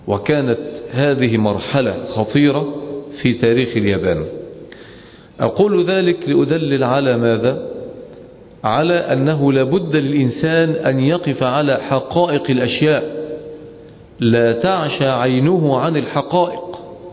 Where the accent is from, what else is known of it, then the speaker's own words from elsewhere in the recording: Egypt; وعندنا في مصر لأنها دولة متخلفة يدرسون الجودة بمعايير وقوانين